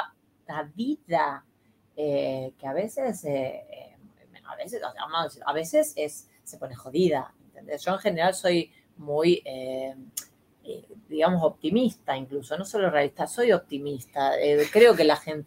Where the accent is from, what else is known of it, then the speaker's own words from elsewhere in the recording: Argentina; now in Spain; En mi país era mermelada, no era nocilla. Creo que no sabíamos lo que era la nocilla, evidentemente